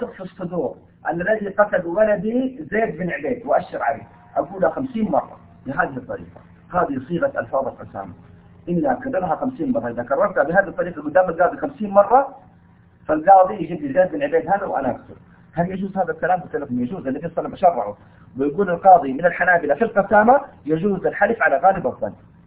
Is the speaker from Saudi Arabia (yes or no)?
yes; Taif, Makkah Province, Saudi Arabia; أنا من أهل الطائف الآن،